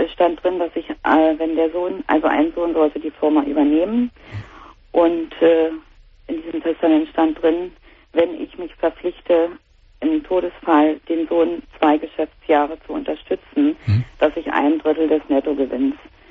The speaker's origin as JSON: {"language": "German", "region": "East Germany", "country": "Germany", "said": "ich sagte ja, ich komme aus dem Osten. Und zu der Zeit sind ja hier im Osten Kaufhäuser aus dem Boden geschossen wie Pilze."}